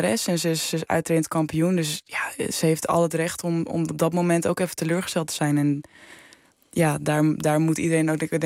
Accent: Netherlands; alle Nederlandse meiden, we hebben die van helemaal plat gereden al door de jaren heen.

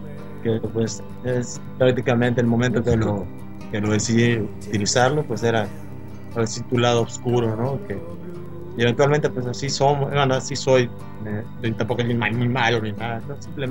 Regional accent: Cozumel, Quintana Roo, Mexico; Y como te lo digo, soy de Cozumel.

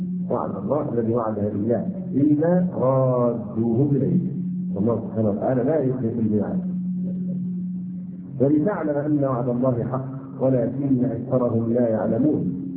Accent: Egypt; يعني نحن كلمة مصري للغات الأجنبية حتى الآن

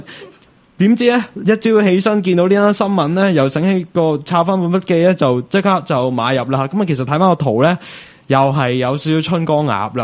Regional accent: China; 我哋中国人有句说话就叫做舌头赚尾啊嘛

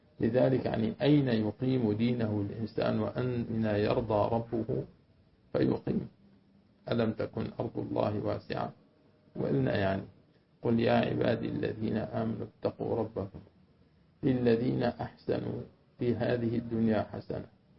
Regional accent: Syria; أنا سورية سورية بعضي سورية سورية لأنه سورية

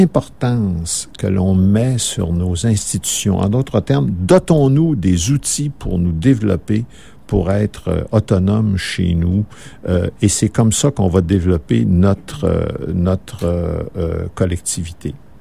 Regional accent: Saguenay, Quebec, Canada; Moi, je viens du Saguenay, comme je vous disais, puis chez nous, on est majoritaire chez nous. On est majoritaire au Saguenay, puis au Saguenay-Lac-Saint-Jean.

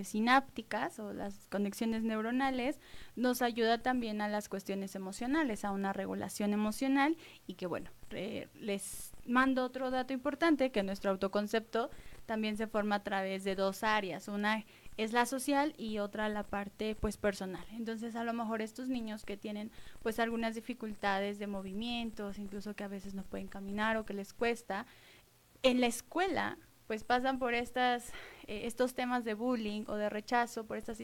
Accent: Mexico City, Mexico; yo soy de Ciudad de México

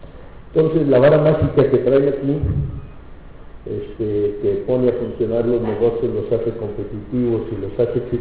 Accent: Aguascalientes, Mexico; una variable que no es muy común en mi pueblo, en Aguascalientes

